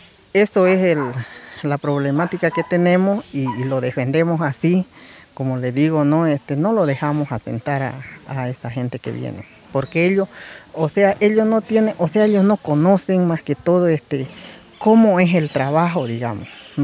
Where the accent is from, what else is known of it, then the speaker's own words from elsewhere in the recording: San Miguel de Velasco, Santa Cruz, Bolivia; Soy del departamento de Santa Cruz, del pueblo chiquitano y de la comunidad Potrero Aguilar del municipio de San Miguel de Velasco.